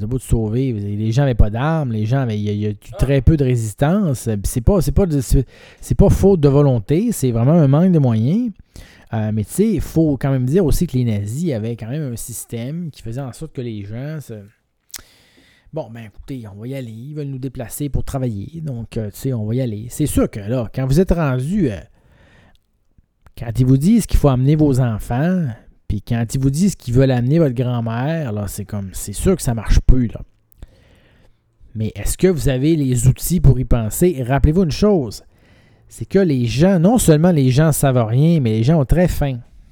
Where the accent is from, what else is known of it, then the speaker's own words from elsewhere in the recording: Quebec, Canada; moi je viens du Saguenay, je l'ai dit, OK?